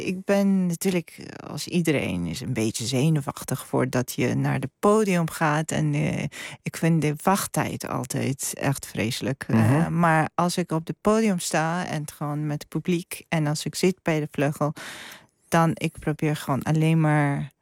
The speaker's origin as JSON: {"language": "Dutch", "country": "Georgia", "tie": "born or raised there", "second_language": "Dutch", "said": "En ik ben ook geboren en opgegroeid in Georgië."}